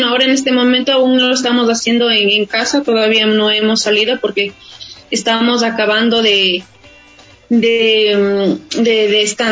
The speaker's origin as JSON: {"language": "Spanish", "town": "Ambato", "region": "Tungurahua", "country": "Ecuador", "tie": "born there", "moved": "yes", "lives_now": "Quito, Ecuador", "said": "yo nací en Ambato. En Pasa, mi madre nos trajo a la capital, por eso radicamos acá"}